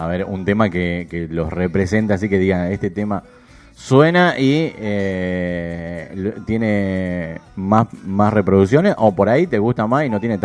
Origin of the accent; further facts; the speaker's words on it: Buenos Aires, Argentina; Soy de acá de Buenos Aires, pero me gusta Córdoba.